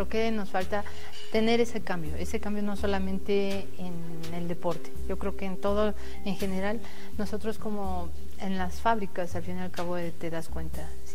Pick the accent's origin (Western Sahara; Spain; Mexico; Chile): Mexico; no hay esa dinámica como mexicanos y nos falta.